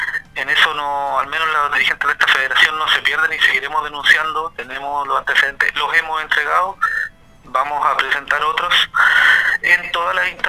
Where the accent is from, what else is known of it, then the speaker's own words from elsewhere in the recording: Chile; los problemas que tenemos como chilenos